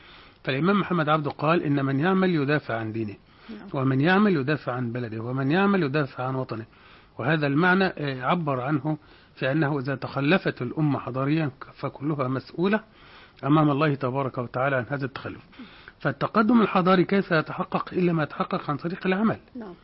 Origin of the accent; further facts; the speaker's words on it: Egypt; فهذا راجع إلى قلة الإنتاج عندنا كمصريين بشكل عام